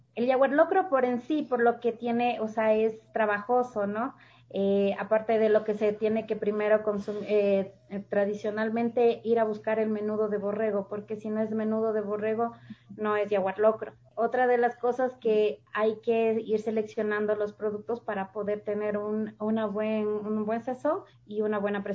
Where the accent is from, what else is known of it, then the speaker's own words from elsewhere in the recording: Machachi, Pichincha, Ecuador; Mi mamá también, pero por ende tengo raíces. Soy de Machachi, ahí la comida tradicional es más.